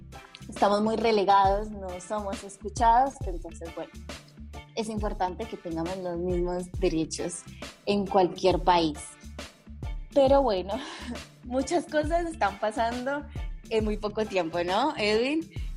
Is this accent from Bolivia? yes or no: no; Colombia; moved away; porque justamente somos migrantes, yo soy de Colombia